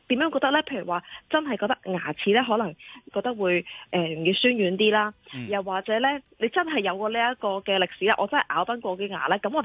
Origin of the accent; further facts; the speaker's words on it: China; 所以咧，我哋中国人嘅传统智慧就系咁啦。